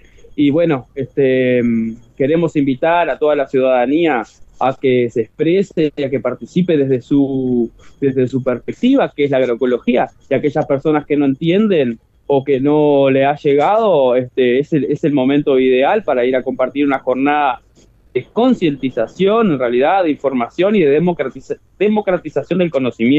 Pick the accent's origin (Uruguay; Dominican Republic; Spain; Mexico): Uruguay; Paysandú; me crié en el Barrio Sur toda mi vida